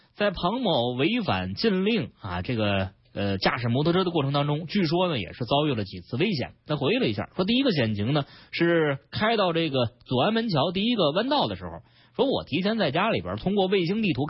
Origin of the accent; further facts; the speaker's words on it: Beijing, China; 你比如说咱们北京人非常熟悉的朝阳区这个大屯路隧道